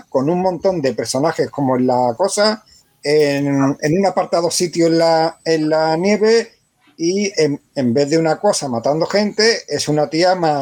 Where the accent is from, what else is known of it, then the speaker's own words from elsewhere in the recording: England, United Kingdom; Spanish is a second language; como yo soy inglés, pues miro